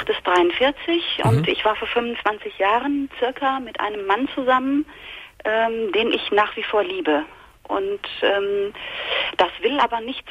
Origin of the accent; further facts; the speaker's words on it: North Rhine-Westphalia, Germany; Und ich komme aus dem Ruhrgebiet.